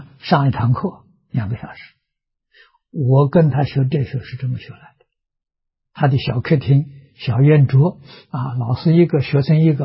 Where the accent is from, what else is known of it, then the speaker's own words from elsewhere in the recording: Anhui, China; 的。啊，距离桐城25公里。很近的地方嘛